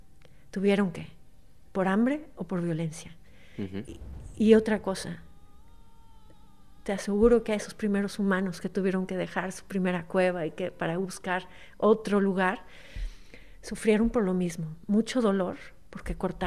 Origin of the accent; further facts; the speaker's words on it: Mexico; Y entonces esto me ha servido mucho siendo mexicana.